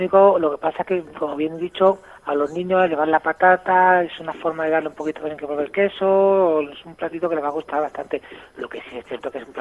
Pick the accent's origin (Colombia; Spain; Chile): Spain; Extremadura; Como se suele decir por mi tierra, por Extremadura, el cerdo hasta los andares